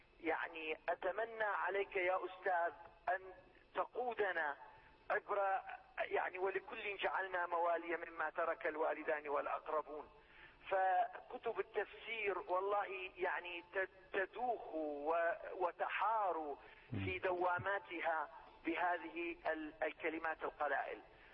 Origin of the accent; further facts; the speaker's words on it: Syria; من سوريا.